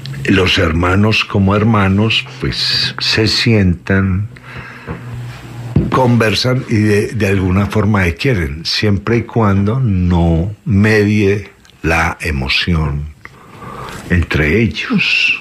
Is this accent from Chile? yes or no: no; Colombia; no nos hemos entendido como colombianos en un país que es un parte de la corteza terrestre